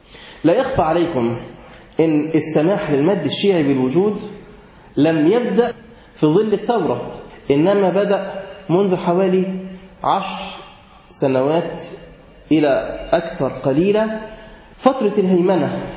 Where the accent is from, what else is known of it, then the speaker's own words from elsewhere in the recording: Egypt; إحنا نعرف عندنا في مصر السياحة الدينية بتروح مكان واحد